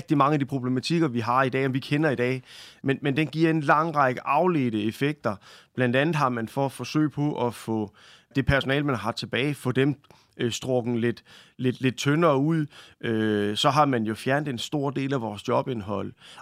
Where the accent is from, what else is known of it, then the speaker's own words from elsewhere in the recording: Region of Southern Denmark, Denmark; ligesom jeg vil sige hjemme på Fyn, så ser det ud af helvede til